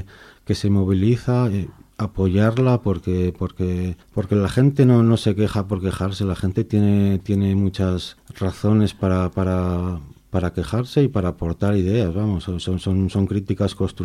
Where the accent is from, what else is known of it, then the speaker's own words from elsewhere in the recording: Zaragoza, Aragon, Spain; also born or lived in Las Palmas de Gran Canaria, Spain / Salamanca, Spain; Yo soy de Zaragoza. He vivido casi siempre aquí, en Zaragoza. Menos unos años que viví en Las Palmas de Gran Canaria y bueno, en Salamanca también he vivido un par de años, pero bueno, casi la mayoría del tiempo aquí en Zaragoza.